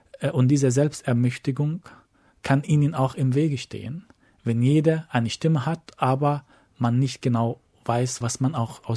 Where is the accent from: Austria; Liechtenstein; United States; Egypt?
Egypt; Ich bin in Ägypten aufgewachsen, in einer Gesellschaft, wo es verboten war, dass 5 Menschen sich auf der Straße versammeln, wenn sie nicht zu der gleichen Familie gehören.